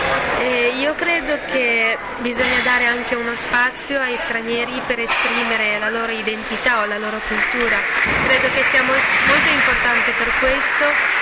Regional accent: China; now in Bologna, Italy; Dalla Cina.

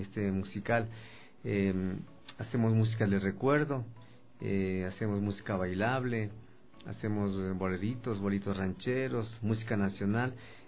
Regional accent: Conocoto, Pichincha, Ecuador; Vengo del Valle de los Chillos. ¿Ya? De la parroquia de Conocoto.

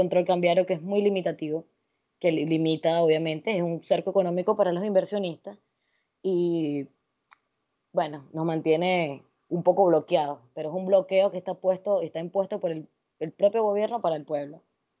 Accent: Venezuela; ya que en mi país se vive una situación alarmante en cuanto a lo que se refiere a delincuencia

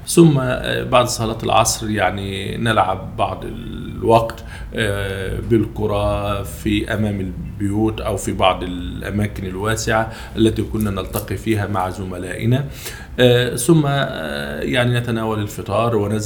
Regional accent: Ibshan, Kafr El Sheikh Governorate, Egypt; أنا نشأت في محافظة كفر الشيخ في مركز بيلة، قرية من قرى هذا المركز تسمى بقرية إبشان.

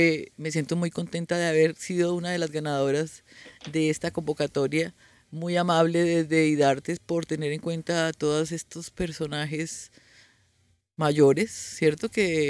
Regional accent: Buga, Valle del Cauca, Colombia; also born or lived in Bogotá; Se me salió el bugueño, Yo nací en Bogotá, pero me crié en el Valle, en Buga.

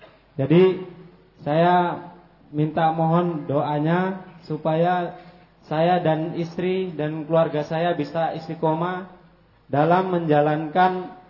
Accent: Sumatra, Indonesia; kalau di daerah Sumatera sana Ustadz, kondangan itu kan mendatangi tempat pernikahan gitu

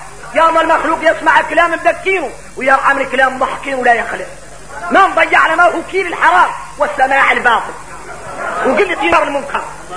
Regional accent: Mauritania; غير احنا موريتاني الواحد منا اللي يقرأ القرآن يتفلو عليك العين

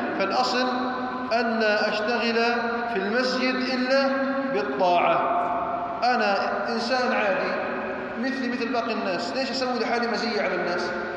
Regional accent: Jordan; اللهم احفظ على بلدنا الأردن الأمن والأمان والإيمان

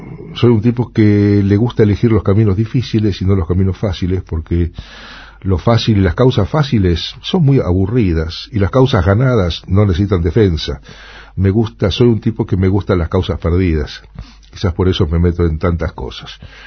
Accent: Buenos Aires, Argentina; Y yo soy un rusito del 11. Nací y me crié en el 11, en Corrientes y Pueyrredón.

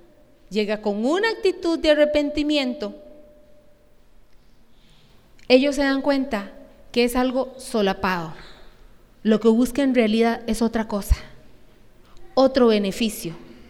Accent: Costa Rica; Yo no quiero estar aquí como una tica linda

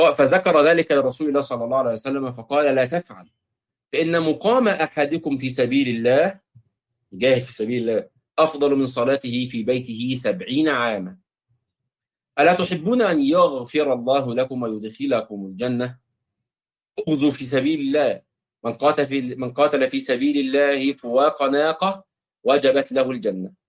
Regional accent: Egypt; ولذلك نجد الاخوه في الخليج وفي عندنا في مصر في مطروح والبدو وفي الاردن

